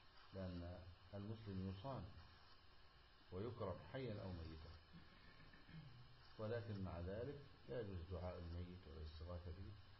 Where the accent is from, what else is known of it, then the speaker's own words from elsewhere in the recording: Egypt; من علماء بلدنا مصر